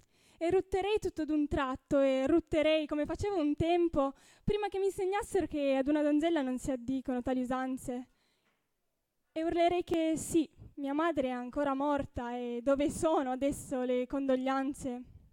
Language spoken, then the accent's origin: Italian; Piedmont, Italy; Dunque, io vengo dal Piemonte